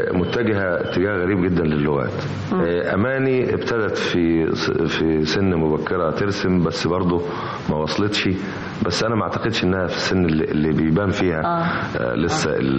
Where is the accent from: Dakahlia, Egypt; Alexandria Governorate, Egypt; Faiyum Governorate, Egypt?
Alexandria Governorate, Egypt; Alexandria; انا اسكندراني، انا كنت عايش في اسكندريه بس انا منتسب لاسكندريه